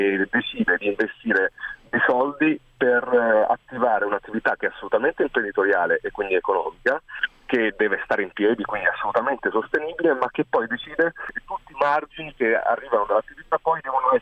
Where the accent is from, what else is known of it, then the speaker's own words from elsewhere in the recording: Naples, Campania, Italy; Per esempio a Bagnoli, da napoletano, un luogo come questo, di carattere internazionale